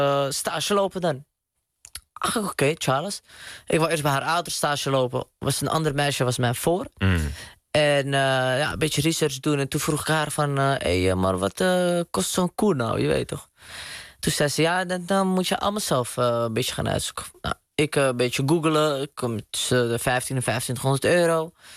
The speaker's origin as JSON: {"language": "Dutch", "town": "Amsterdam", "region": "North Holland", "country": "Netherlands", "said": "De eerste gediplomeerde Marokkaanse boer uit Amsterdam-Oost."}